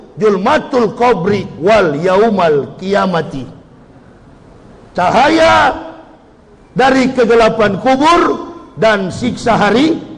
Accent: Manado, North Sulawesi, Indonesia; Manado, kampung halaman saya, belum saya masuk Islam, Manado itu 0,18% umat Islamnya.

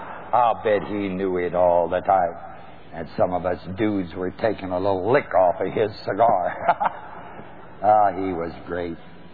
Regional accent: New Knoxville, Ohio, United States; I think Dr. L.H. Kunst, under whom I was raised in New Knoxville, was a man of God.

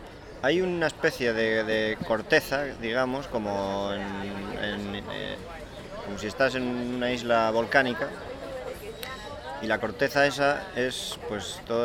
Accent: Asturias, Spain; moved away; cuando vives en Asturias, que yo soy de Asturias, y viví en Asturias hasta hace 10 años

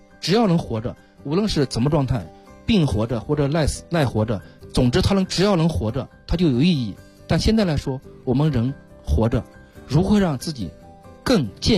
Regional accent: China; 我们中国人啊在文化里边早就渗透着什么了？

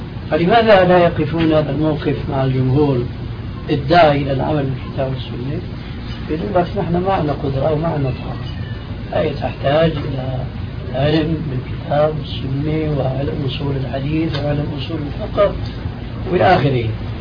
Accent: Syria; كما يقولون عندنا في سوريا

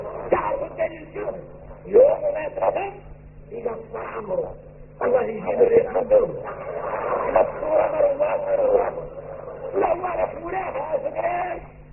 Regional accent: Mauritania; احنا موريتاني مفتوح لنا في العلم

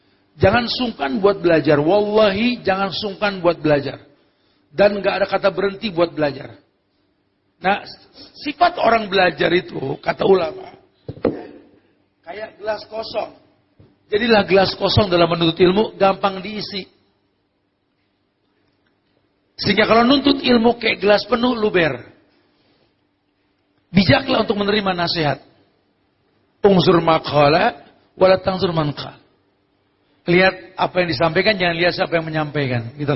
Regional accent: Bogor, West Java, Indonesia; kami orang Bogor sampai lupa cara minta dua hujan gitu. Tiap hari hujan di sana.

